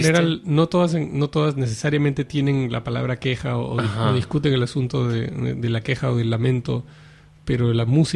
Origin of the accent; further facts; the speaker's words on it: Lima, Peru; moved away as an adult; now in Barcelona, Spain; Pues yo crecí en Lima, ¿no? Crecí en Perú. Y originalmente soy de aquí, de Barcelona, pero desde los 7 años hasta los 24 años viví en el Perú, ¿no?